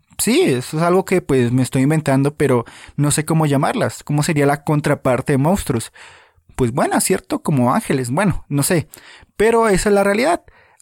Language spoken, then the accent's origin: Spanish; Colombia; En tu país ocurrirá, en mi país Colombia ocurre